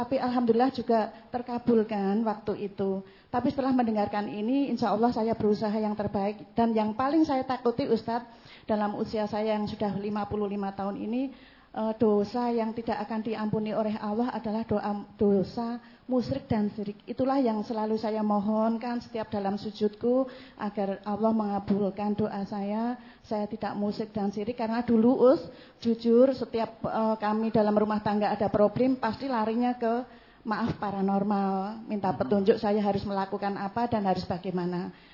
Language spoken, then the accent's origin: Indonesian; Gombong, Central Java, Indonesia; Saya asal dari Gombong, Ustaz.